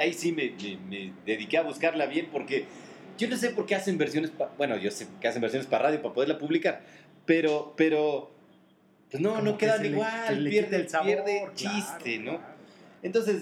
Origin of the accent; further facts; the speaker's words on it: Mexico; somos celosos los mexicanos, es de nuestra música.